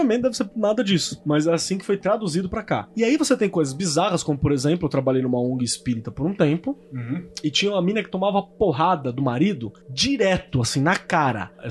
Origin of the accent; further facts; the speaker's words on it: Minas Gerais, Brazil; que eu já sou mineiro nos podcasts